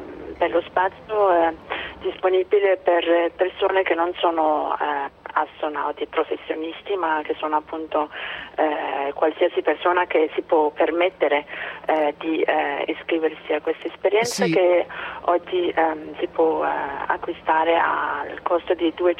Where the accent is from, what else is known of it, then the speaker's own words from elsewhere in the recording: Denmark; Italian is a second language; Io sono della Danimarca.